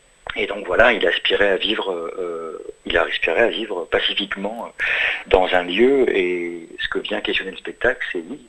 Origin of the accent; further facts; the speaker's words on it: France; born there; je suis né en France, je ne viens pas de ce pays-là, je ne viens ni de Palestine ni d'Israël.